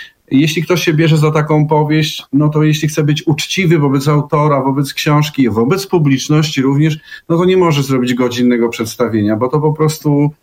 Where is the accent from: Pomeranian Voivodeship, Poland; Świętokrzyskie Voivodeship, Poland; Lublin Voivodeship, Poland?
Świętokrzyskie Voivodeship, Poland; Busko-Zdrój; jestem w Busku Zdroju, to jest takie moje prywatne Davos, z którego ja pochodzę, z Buska Zdroju